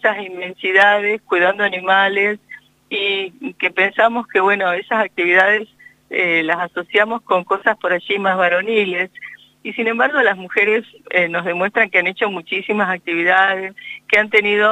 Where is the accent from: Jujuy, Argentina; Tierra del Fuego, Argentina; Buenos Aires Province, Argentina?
Buenos Aires Province, Argentina; Carhué; born there; Yo nací en Carué, y allí toda la toponimia era mapuzungún.